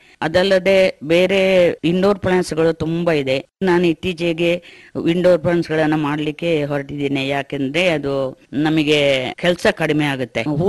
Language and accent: Kannada; Cherambane, Karnataka, India; ನಾನು ಹುಟ್ಟಿದ್ದು ಚೇರಂಬಣೆ, ಬೆಂಗೂರು ಗ್ರಾಮದಲ್ಲಿ. ಚೇರಂಬಣೆಯಲ್ಲಿ ಓದಿದೆ, ಪ್ರಾಥಮಿಕ ಶಾಲೆಯನ್ನು ಮುಗಿಸಿ ಆಮೇಲೆ ಹೈಸ್ಕೂಲು ನಾಪೋಕ್ಲಲ್ಲಿ 1 ವರ್ಷ ಓದಿ ಪುನಃ ಚೇರಂಬಣೆ ಜೂನಿಯರ್ ಕಾಲೇಜಿಗೆ ಬಂದೆ. ಅಲ್ಲಿ ನಾನು SSLC ಮುಗಿಸಿದೆ.